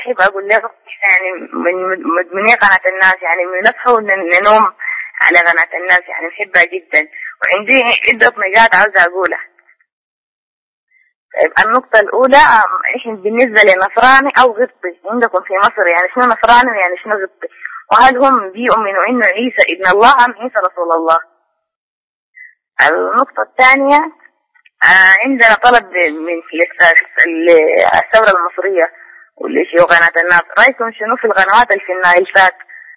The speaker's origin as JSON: {"language": "Arabic", "country": "Sudan", "said": "من السودان."}